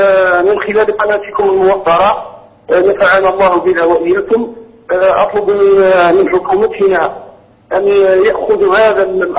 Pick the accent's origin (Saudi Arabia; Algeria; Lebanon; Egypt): Algeria; عندنا في الجزائر